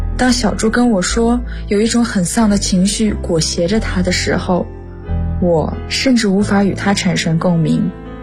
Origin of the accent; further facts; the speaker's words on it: Yinchuan, Ningxia, China; now in Nanjing, China; 来自宁夏银川，我在南京大学，距离我的家乡1600公里。